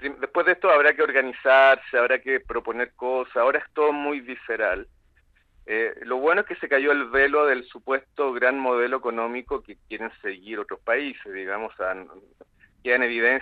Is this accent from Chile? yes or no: yes; Chile; Yo que soy chileno, estoy absolutamente impactado con lo que sucedió.